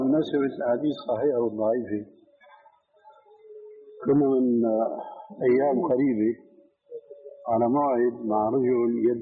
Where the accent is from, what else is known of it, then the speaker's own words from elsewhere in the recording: Damascus, Damascus Governorate, Syria; قال لي ناس عندنا في دمشق